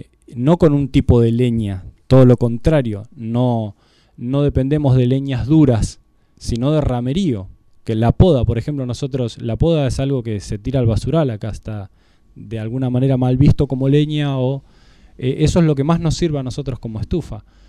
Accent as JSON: {"language": "Spanish", "town": "Bariloche", "region": "Río Negro", "country": "Argentina", "said": "yo soy barilochense, soy sureño patagónico."}